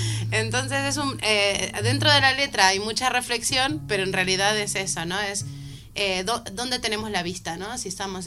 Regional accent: Argentina; soy argentina, no que lo sepan, es lo que hay.

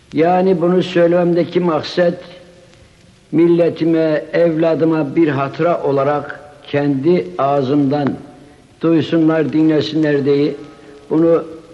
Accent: Şarkışla, Sivas, Turkey; Ben Şargışlı'nın Sivri Alan köyünde 1894'te dünyaya gelmişim.

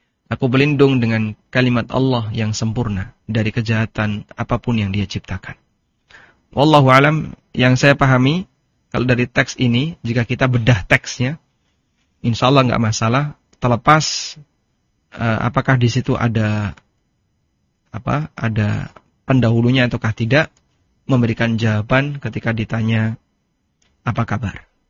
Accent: East Java, Indonesia; Meskipun saya asli Jawa Timur.

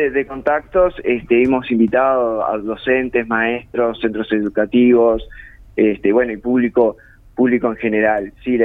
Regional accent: Uruguay; qué somos los uruguayos?

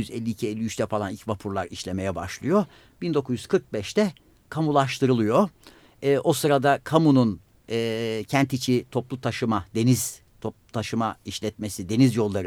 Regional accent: Istanbul, Turkey; Ben sadece bir İstanbullu olarak bu şehirde ulaşımın sorunundan muzdarip bir İstanbullu olarak dert yanarım.

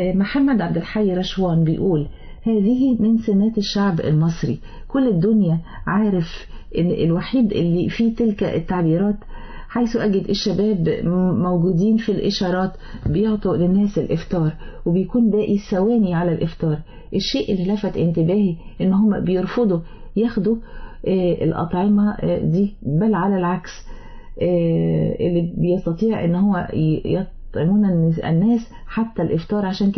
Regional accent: Egypt; كما كان معروف عنا كمصريين الشهامة والجدعنة

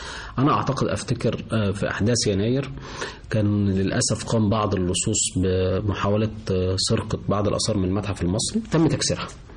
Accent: Egypt; وإحنا عندنا كمصريين عندنا خبرة في الموضوع ده كويسة جدا جدا

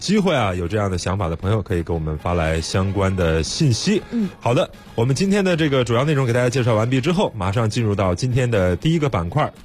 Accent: China

